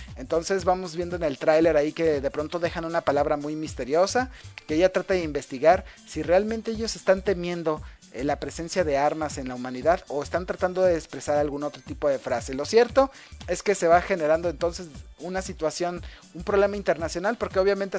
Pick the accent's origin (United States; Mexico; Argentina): Mexico; hasta uno como mexicano dices, pues es la triste realidad